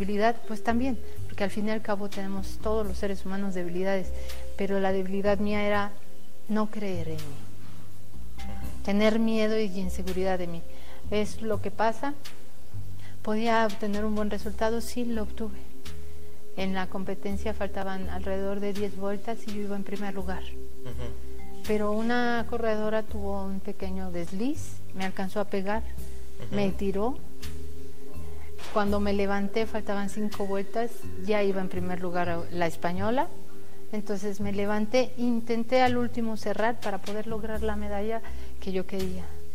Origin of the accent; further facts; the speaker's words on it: Mexico; no hay esa dinámica como mexicanos y nos falta.